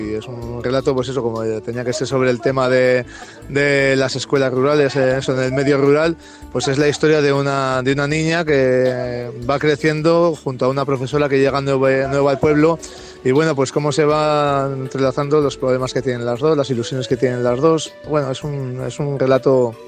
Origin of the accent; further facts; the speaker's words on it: La Rioja, Spain; yo soy riojano, estoy orgulloso de ser riojano y la tierra me tira mucho, soy muy chauvinista.